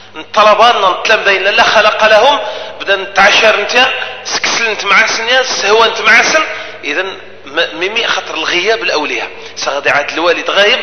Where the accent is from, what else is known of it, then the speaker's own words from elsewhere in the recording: Algeria; هذه المؤسسة الرسمية من حقنا كجزائريين